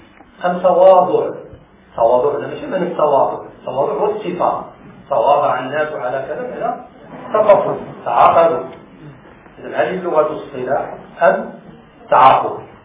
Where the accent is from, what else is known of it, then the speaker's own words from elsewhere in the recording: Morocco; لأن أنت مغربي وأنا مغربي